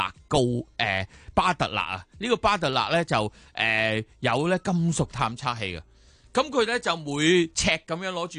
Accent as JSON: {"language": "Cantonese", "country": "Hong Kong", "said": "你好似我哋香港人住啲纳米楼咁样"}